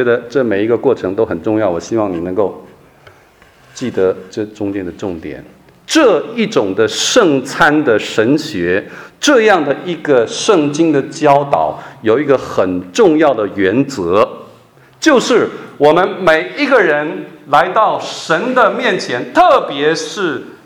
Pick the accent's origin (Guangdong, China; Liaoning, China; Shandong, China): Shandong, China; 我们山东人吃肉哈酒啊